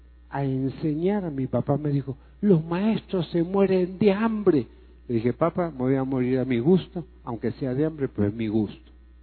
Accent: Mexico; depende de usted y de mí, de cada mexicano, como individuo, que puede decirle, sí, soy mexicano

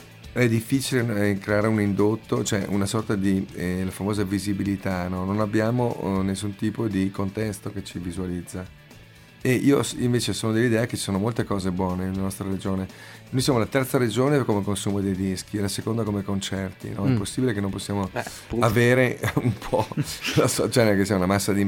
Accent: Verona, Veneto, Italy; Io poi sono di Verona, abbiamo avuto tre omicidi negli ultimi 20 anni

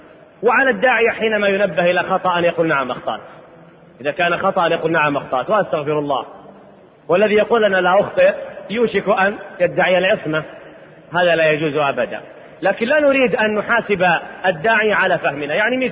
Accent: Riyadh, Riyadh Province, Saudi Arabia; أنا أذكر عندنا في الرياض دار تحفيظ قرآن

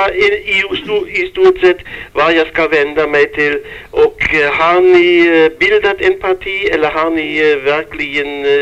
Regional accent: Germany; Swedish is a second language; now in Sweden; Jag kommer från Tyskland, det hörs väl på brytningen, va?

